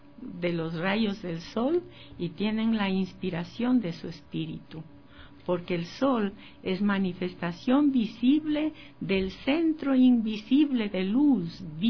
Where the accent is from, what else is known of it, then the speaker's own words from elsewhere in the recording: Ecuador; moved away as an adult; also born or lived in United States; Bueno, nací en el Ecuador, como ya saben la fecha en que nací, y viví aquí hasta los 23 años. Y luego fuimos a Estados Unidos con mi esposo y vivimos en Estados Unidos por mucho tiempo. He vuelto al Ecuador hace 9 años.